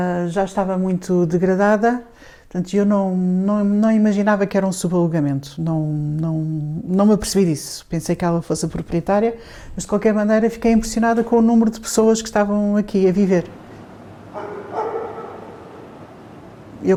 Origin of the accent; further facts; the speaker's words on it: Alvalade, Lisbon, Portugal; born there; Eu nasci em Alvalade, vivi numa casa muito pequenina aos 3 anos porque os meus pais tinham muitas dificuldades.